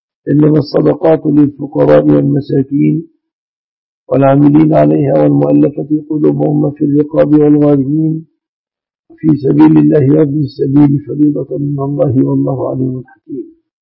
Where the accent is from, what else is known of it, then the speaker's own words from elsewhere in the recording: Egypt; الذي هو أغلب الذهب المستعمل في بلادنا مصر.